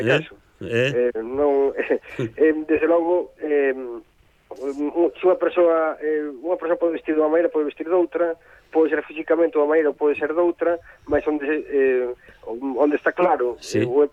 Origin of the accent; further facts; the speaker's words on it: Galicia, Spain; queremos vivir como, como galegos e actuar como galegos e ser galegos simplemente